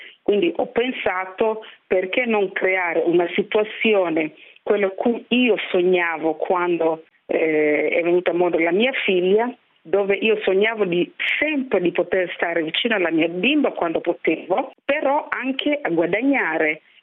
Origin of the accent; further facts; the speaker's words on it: Kenya; dove io vengo dal Kenya, praticamente le donne del Kenya lavorano nel mio workshop